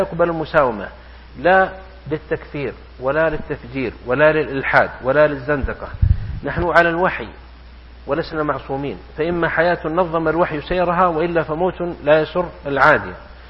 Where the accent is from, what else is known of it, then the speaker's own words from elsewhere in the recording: south, Saudi Arabia; أنا جئت من الجنوب